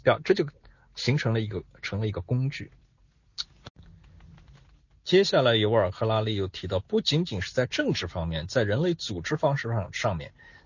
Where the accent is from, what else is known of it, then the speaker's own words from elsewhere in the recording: China; 这一套对于我们中国人来说真的是不要太熟悉啊